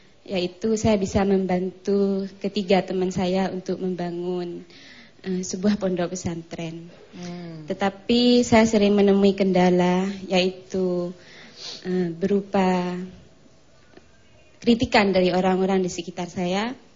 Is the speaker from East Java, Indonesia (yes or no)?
yes; Jember, East Java, Indonesia; saya berasal dari Jember.